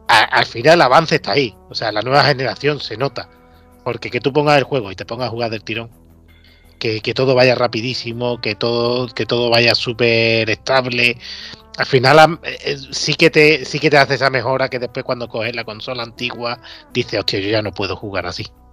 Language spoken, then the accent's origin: Spanish; Seville, Andalusia, Spain; Pero a los sevillanos nos gusta dar coraje. Somos los dos de Sevilla, hemos dicho